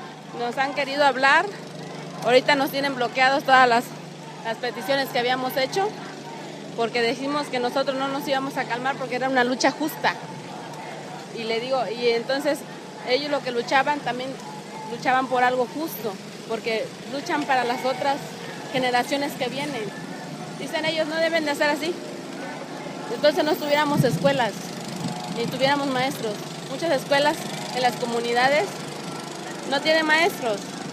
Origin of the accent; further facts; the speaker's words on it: Acapulco, Guerrero, Mexico; Nosotros venimos de Acapulco, de varias comunidades.